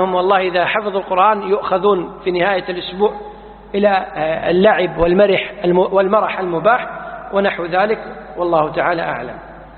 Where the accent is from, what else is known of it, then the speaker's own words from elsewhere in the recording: Kuwait; مثل الآن عندنا بالكويت